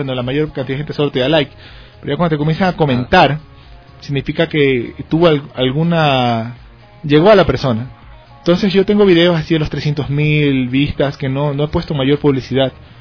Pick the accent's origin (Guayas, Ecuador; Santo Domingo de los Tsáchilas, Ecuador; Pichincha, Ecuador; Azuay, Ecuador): Guayas, Ecuador; Guayaquil; Yo soy guayaquileño. Pero por diferentes temas en la vida. Me ha tocado vivir en bastantes ciudades. De hecho, a Dios gracias, conozco casi todo el Ecuador